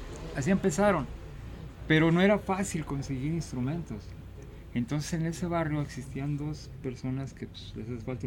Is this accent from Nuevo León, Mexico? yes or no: no; Guadalajara, Jalisco, Mexico; Mira, soy originario de aquí, de Guadalajara, Jalisco. Yo me crié en el barrio de Analco